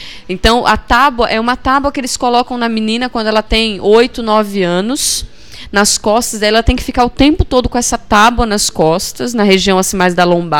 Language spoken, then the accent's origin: Portuguese; Brazil; Mas quantas tábuas invisíveis nós, mulheres aqui brasileiras, não temos, né?